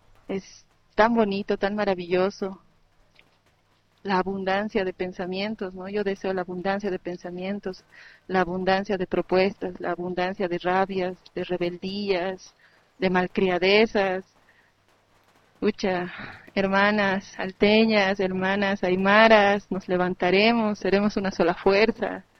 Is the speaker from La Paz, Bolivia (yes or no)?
yes; El Alto, La Paz, Bolivia; soy de la Ciudad del Alto, soy artista plástica